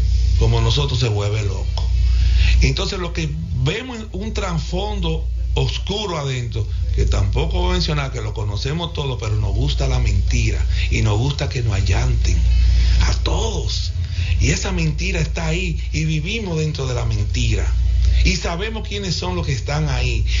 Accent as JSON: {"language": "Spanish", "region": "Santiago", "country": "Dominican Republic", "said": "lo que sabemos y lo que somos de Santiago y lo que somos de cada pueblo"}